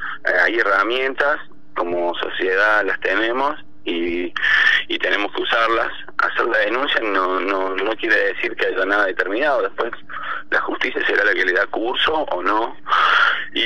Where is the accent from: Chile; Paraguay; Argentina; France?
Argentina; Huerta Grande, Córdoba; yo de muy chico, que me crié acá en Huerta Grande